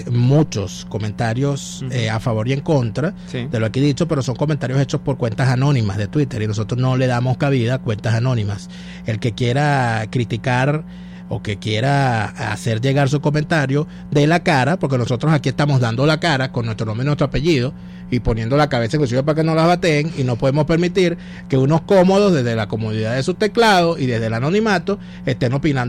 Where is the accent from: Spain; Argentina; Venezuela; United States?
Venezuela; yo no me perdonaría como venezolano